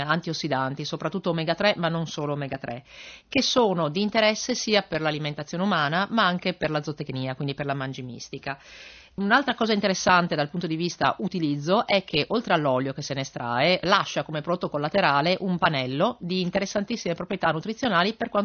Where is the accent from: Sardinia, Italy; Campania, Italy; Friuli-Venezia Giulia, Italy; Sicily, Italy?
Friuli-Venezia Giulia, Italy; siamo friulani per cui un po' di giusto trattenimento dell'entusiasmo ci sta